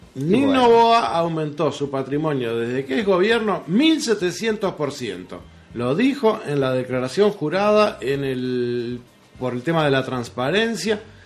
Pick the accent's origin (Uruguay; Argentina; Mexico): Uruguay; Y vamos a entrar en otro tema que nos concierne a todos como uruguayos.